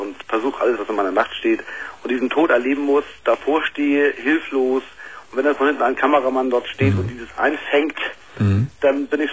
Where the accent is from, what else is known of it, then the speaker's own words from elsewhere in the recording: Hamburg, Germany; Ich bin aus Hamburg.